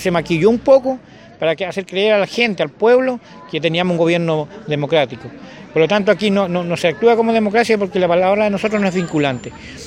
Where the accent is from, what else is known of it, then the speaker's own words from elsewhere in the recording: Quellón, Los Lagos, Chile; Yo vengo de Chiloé, de la comuna de Quellón, de Huequetrumao, y soy lonco del Consejo de Comunidades Huilliche de Chiloé.